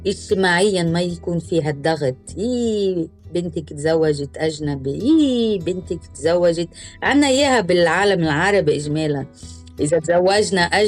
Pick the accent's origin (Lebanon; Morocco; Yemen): Lebanon; هذا سؤال كتير حلو، رجعتيني على طفولتي على لبنان.